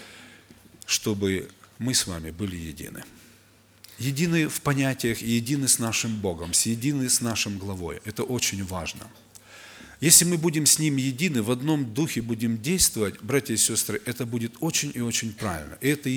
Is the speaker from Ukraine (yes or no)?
yes; Ukraine; Я с Украины.